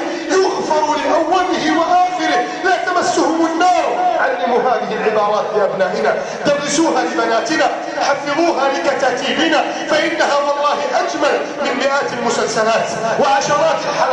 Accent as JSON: {"language": "Arabic", "country": "Egypt", "said": "اللهم إنا نسألك أن تجعل بلادنا مصر سخاء رخاء أمنا أمانا"}